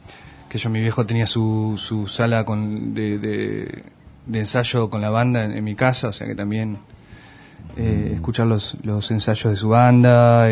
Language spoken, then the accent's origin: Spanish; Luis Beltrán, Río Negro, Argentina; also born or lived in Viedma; Yo nací en Viedma y hice la escuela primaria en Luis Beltrán, que es un pueblito del Valle Medio, de Río Negro.